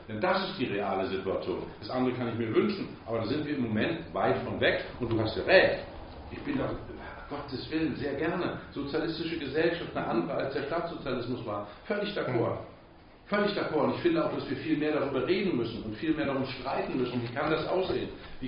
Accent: Mecklenburg-Vorpommern, Germany; Und ich komme aus Vorpommern. Also einer wirklich spannenden Region.

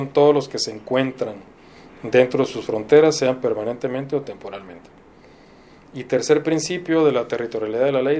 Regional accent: Mexico; somos orgullosamente de México

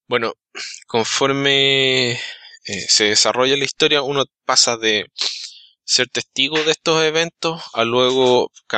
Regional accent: Chile; Alberto es Alberto Calvo, Alberto es mexicano, yo soy chileno y por apellidos tenemos ascendencia española, pero realmente no somos españoles, nos consideramos mexicanos y chilenos.

